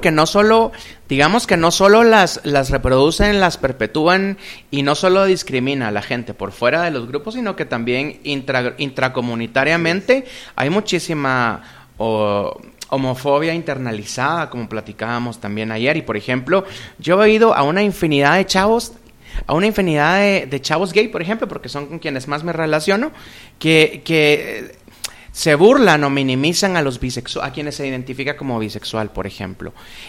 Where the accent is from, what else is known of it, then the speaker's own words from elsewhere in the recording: Guatemala; born there; todos pertenecemos a un accidente geográfico llamado Guatemala, porque por casualidad aquí nacimos